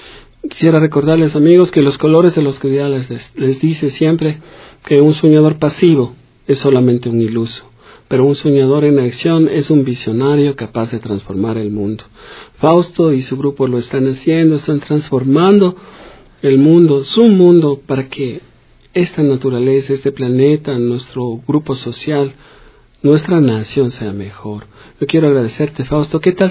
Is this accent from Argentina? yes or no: no; Ecuador; somos ecuatorianos, y como ecuatorianos tenemos una herencia grandísima